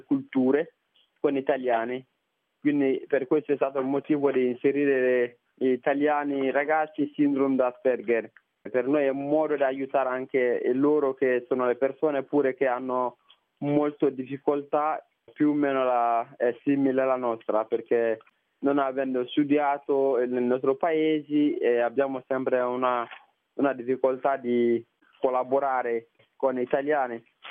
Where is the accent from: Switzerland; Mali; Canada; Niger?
Mali; moved away as an adult; now in Italy; Io vengo dal Mali.